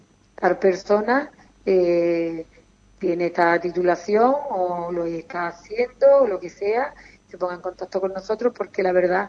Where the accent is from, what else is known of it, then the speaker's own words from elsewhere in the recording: Ubrique, Andalusia, Spain; me encanta mi pueblo, que le agradezco a todo el ubriqueño, a todos los ubriqueños